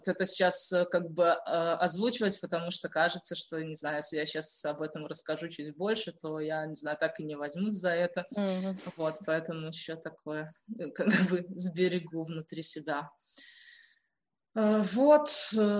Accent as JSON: {"language": "Russian", "country": "Belarus", "said": "это то, что я белорус и белорусская. В связи с тем, что происходит у нас в стране"}